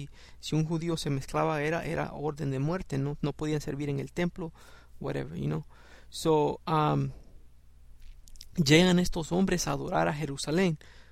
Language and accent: Spanish; El Salvador; accent: Salvadoran; y estoy usando mi acento salvadoreño también